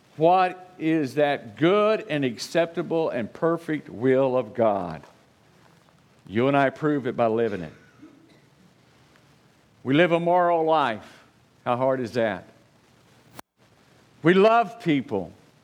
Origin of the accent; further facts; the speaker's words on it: Oklahoma, United States; I'm from Oklahoma. You'll never go where I am. All right? Out in the woods, way out there, you know.